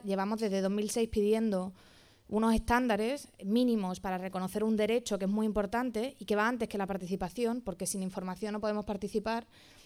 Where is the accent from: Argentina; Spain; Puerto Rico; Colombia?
Spain; Málaga, Andalusia; Bueno, yo soy de Málaga, así que me encanta venir y hablar aquí.